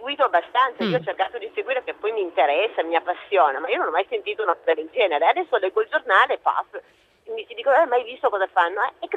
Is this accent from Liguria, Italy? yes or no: no; Piedmont, Italy; visto che io sono piemontese.